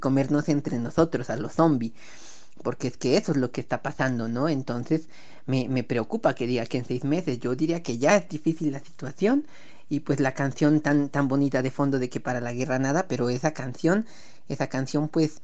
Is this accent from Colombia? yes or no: yes; Colombia; para mí, pues que soy colombiana, a mucho honor.